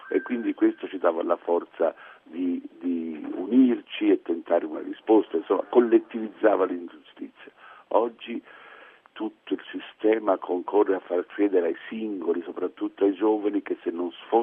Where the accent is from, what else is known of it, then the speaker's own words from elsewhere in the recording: Tuscany, Italy; avevo una delusione tale che da buon toscano, devo dire, ho girato questa tristezza in una forma ironica